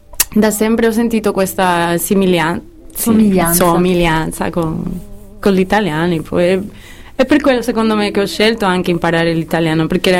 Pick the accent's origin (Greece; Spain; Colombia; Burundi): Spain; Seville, Andalusia; Italian is a second language; Ma come io sono da Sevilla, io direi Interpretación.